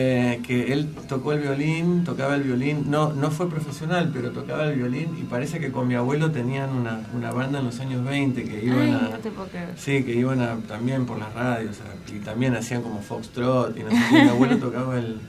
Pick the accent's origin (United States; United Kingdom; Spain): United States; Berkeley, California; en realidad yo crecí en Berkeley, pero que está ahí al lado